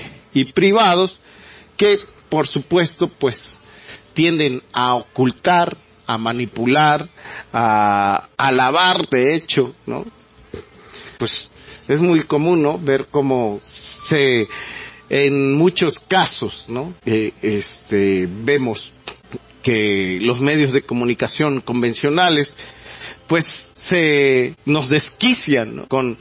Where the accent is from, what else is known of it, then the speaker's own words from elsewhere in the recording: Mexico; Y pues esto nos hace preguntarnos como mexicanos, pues, ¿qué está sucediendo?